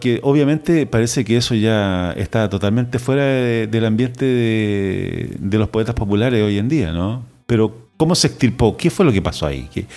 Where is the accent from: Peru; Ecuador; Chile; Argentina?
Chile; Chile, yo soy chileno, tú sabes, es un país machista